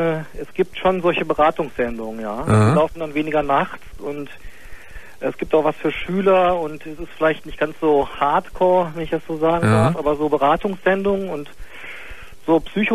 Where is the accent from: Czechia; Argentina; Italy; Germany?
Germany; now in Tokyo, Japan; ich bin Deutscher und Sozialwissenschaftler und Forscher. Bin jetzt seit 10 Monaten hier an der Uni.